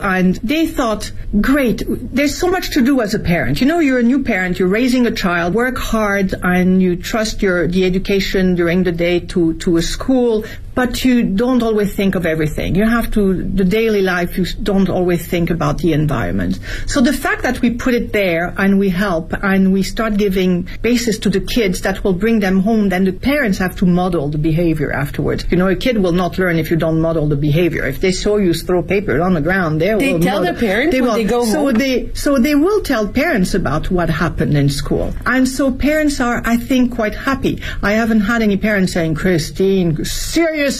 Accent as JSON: {"language": "English", "country": "France", "tie": "born or raised there", "lives_now": "China", "said": "My environment, as I was growing up in France, we never would have questioned it, but now we do."}